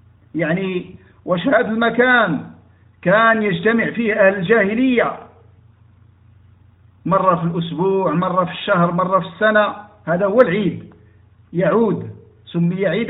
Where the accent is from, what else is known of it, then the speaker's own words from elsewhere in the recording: Morocco; مثلا عندنا في المغرب